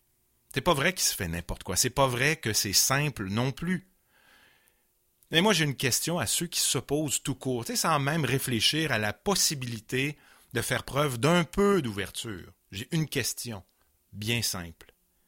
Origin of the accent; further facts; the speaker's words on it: Quebec City, Quebec, Canada; J'ai grandi à Val-Bélair, puis à Sainte-Thérèse-de-Lisieux, donc paroisse à Beauport. Et à l'époque, ça ne faisait pas de moi un gars de Québec, mais avec les fusions, finalement, on comprend que j'ai finalement réellement passé presque toute ma vie sur 44 ans à Québec.